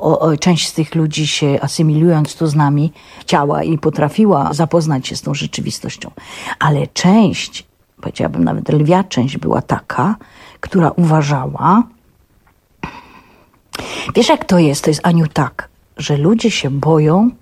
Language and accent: Polish; Świętochłowice, Silesian Voivodeship, Poland; się urodziłam w tych Świętochłowicach, mieszkam na tych Lipinach, gdzie 90%, a może nawet 100% dzieci było takich jak ja.